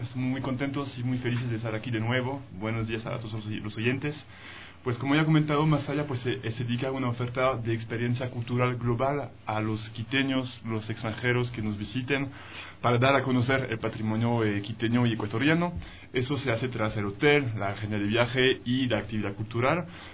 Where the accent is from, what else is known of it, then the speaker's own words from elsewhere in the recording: France; Spanish is a second language; Yo soy francés, son temas muy importantes para nosotros allá, la comida, el paladar son sagrados